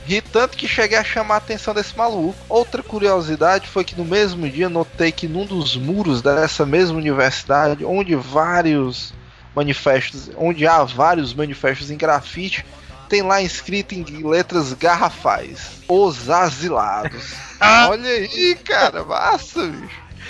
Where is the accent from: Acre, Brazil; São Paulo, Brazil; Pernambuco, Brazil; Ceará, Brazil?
Ceará, Brazil; como bom cearense